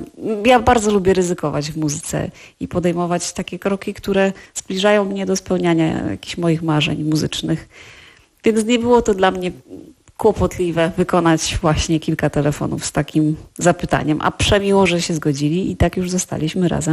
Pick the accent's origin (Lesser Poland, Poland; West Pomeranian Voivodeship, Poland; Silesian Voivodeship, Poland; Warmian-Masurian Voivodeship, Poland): Silesian Voivodeship, Poland; ja jestem ze Śląska